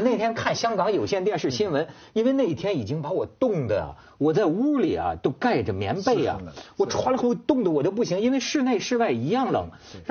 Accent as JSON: {"language": "Chinese", "town": "Shijiazhuang", "region": "Hebei", "country": "China", "said": "当时你看我们石家庄人就会觉得这个温州人呢、啊、一个个小瘦个子怎么就穿这个单衣啊"}